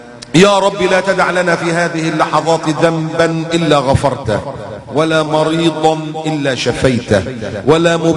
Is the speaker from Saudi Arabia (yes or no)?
no; Egypt; وعندنا في مصر بنيين كنايس